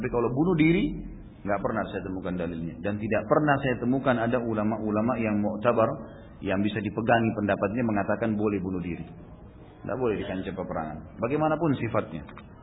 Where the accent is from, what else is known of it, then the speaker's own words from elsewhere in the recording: Gunung Kidul, Special Region of Yogyakarta, Indonesia; Di daerah saya di Gunung Kidul, banyak sekali kasus bunuh diri dengan gantung diri.